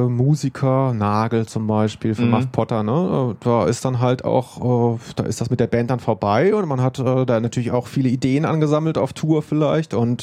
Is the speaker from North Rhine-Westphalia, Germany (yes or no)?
yes; Cologne, North Rhine-Westphalia, Germany; ich komme aus Köln.